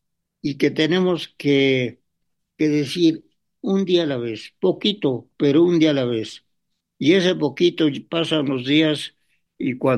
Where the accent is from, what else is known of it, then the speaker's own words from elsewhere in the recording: Mexico; nuestro problema como mexicanos, hablando aquí de México